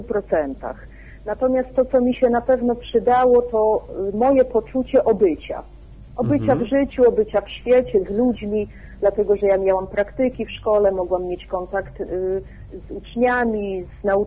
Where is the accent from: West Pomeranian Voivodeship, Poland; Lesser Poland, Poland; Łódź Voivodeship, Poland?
West Pomeranian Voivodeship, Poland; Szczecinek; Ja jestem ze Szczecinka. To jest miasto